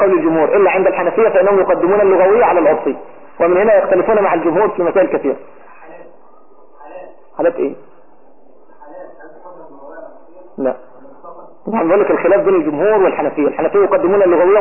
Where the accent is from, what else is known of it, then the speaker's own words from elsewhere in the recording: Egypt; المعنى المشهور بين قومه بيننا هنا في مصر